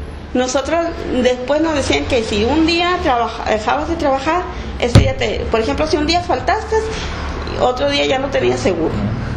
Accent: Santa Rosalía, Baja California Sur, Mexico; Gracias a Dios, sí. Ay, ahí en mi pueblito bello.

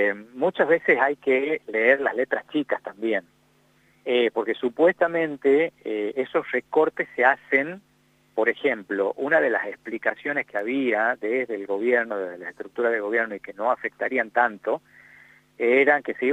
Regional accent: Tucumán, Argentina; casos graves que han sucedido acá en Tucumán, de donde soy yo, por supuesto

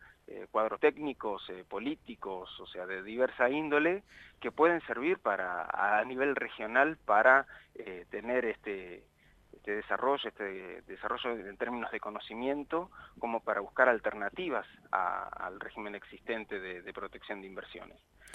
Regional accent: Argentina; somos tres los argentinos.

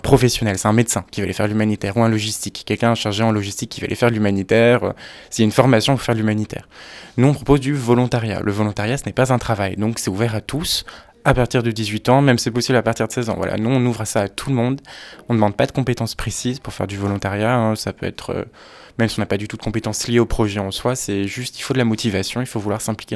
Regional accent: France; Je suis français, donc je suis là depuis 3 mois maintenant.

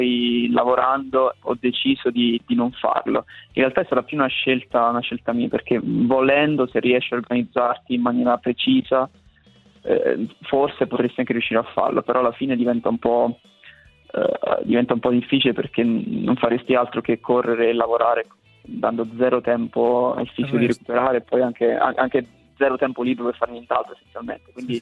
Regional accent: Bojano, Molise, Italy; vado al campo sportivo lì al mio paese a Boiano

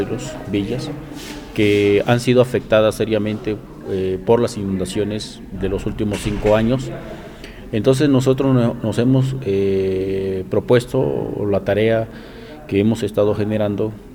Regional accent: Tabasco, Mexico; soy de Tabasco.

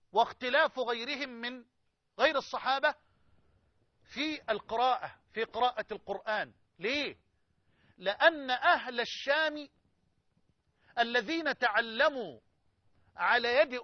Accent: Egypt; يعني خده كده من الطوق بلغتنا كمصريين

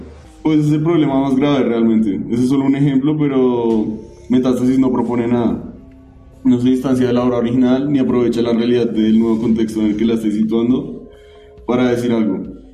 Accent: Colombia; Yo creo que esto en cuanto al lenguaje no solo nos interpela como colombianos

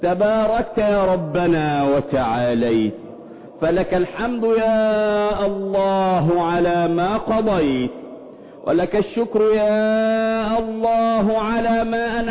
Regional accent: Egypt; اللهم احفظ بلدنا مصر من كل مكروه وسوء

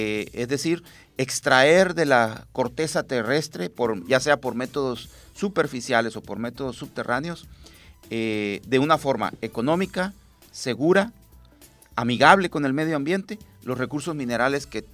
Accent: Mexico; que no seamos como buenos mexicanos dejando las cosas hasta el último.

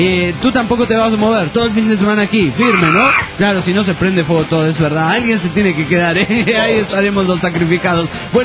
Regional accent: La Madrid, Buenos Aires Province, Argentina; yo era de Madrid, pero en realidad no soy de Madrid, capital de España, sino que soy de La Madrid.

